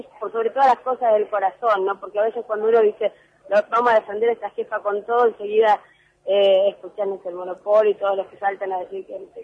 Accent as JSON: {"language": "Spanish", "country": "Argentina", "said": "sentirnos parte, no solamente como argentinos, sino como parte de América Latina. Yo te digo, lo veo, soy joven"}